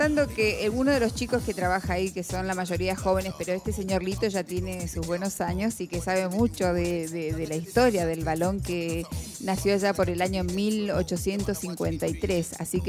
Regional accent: Formosa, Argentina; Y vos sabés que yo soy de Formosa. Y en las provincias era totalmente diferente.

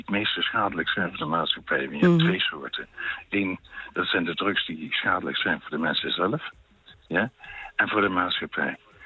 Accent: Netherlands; Als Hollander, en je bent daar dan

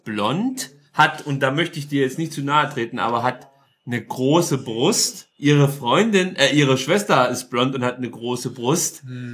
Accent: Germany

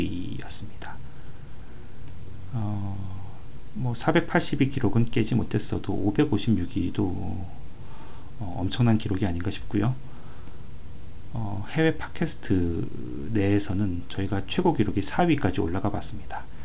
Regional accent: South Korea; now in Canada; 아무래도 한국 사람으로서 또 이제 추석이 갖는 그 특별한 의미가 있으니까요.

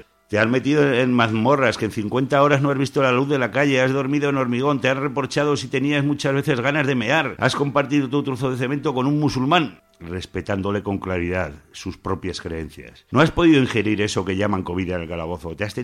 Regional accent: Spain; born there; siento vergüenza ajena cómo te han tratado en este país donde yo nací

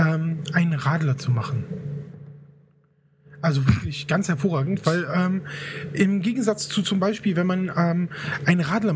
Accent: Rhineland, Germany; Also ich bin Rheinländer. Ich bin ein Rheinländer, Junge.

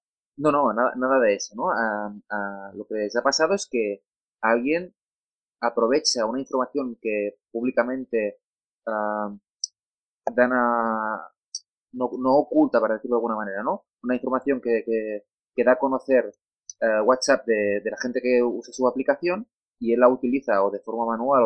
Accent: Spain; first language Catalan; Spanish is a second language; yo soy catalano parlante de origen, es mi lengua materna, pero prefiero expresarme hablando de tecnología y hablando con mi entorno en castellano.

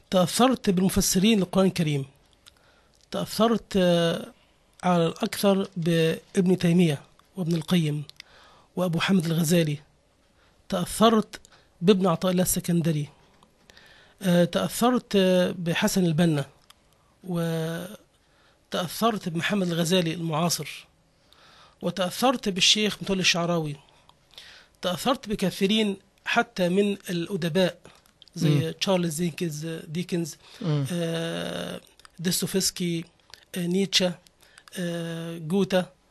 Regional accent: Egypt; born there; عربي مولود في مصر وعيش في الأسكندرية، أدين بالإسلام وأحترم المسيحية واليهودية، أعتز بالدين وأتقبل من لا دين له.

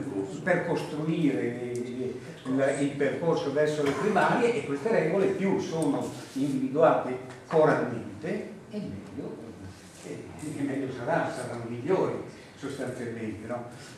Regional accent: Emilia-Romagna, Italy; now in Como, Italy; Io vengo dall'Emilia, va bene, e conosco tante città dell'Emilia

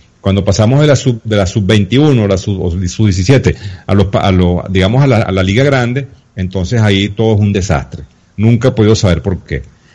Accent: Venezuela; yo siempre he sido, digamos, un poco crítico de la manera como los venezolanos estamos armando la selección

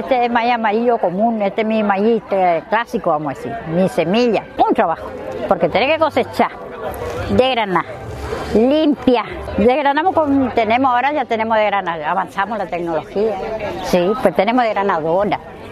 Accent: Formosa, Argentina; soy de Formosa, de 213, y vivo en La Floresta, a 15 kilómetros de 213, en el campo.

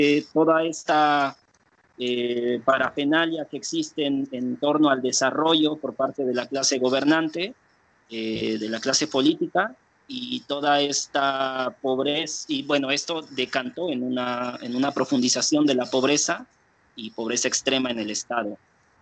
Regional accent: Oaxaca, Mexico; ese es el escenario social y que caracteriza el lugar de donde vengo. Y por otro lado, es importante mencionar que Oaxaca es uno de los estados donde se concentra el mayor número o la mayor diversidad de pueblos indígenas

